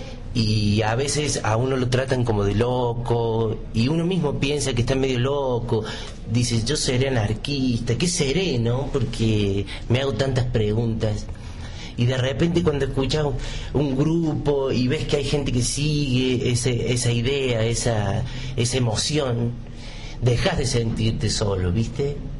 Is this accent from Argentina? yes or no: yes; San Luis, Argentina; born there; Yo nací acá en San Luis.